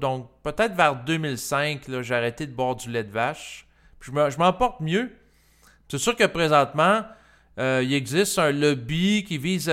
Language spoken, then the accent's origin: French; Quebec, Canada; Moi, je suis un Québécois. Je suis né en 1981. Je viens d'une famille quand même assez conservatrice pour l'époque. Mes deux parents allaient régulièrement à la messe.